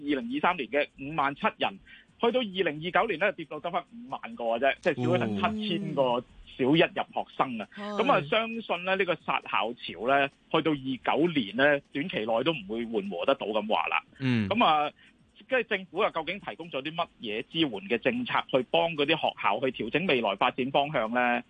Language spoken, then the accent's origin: Cantonese; Hong Kong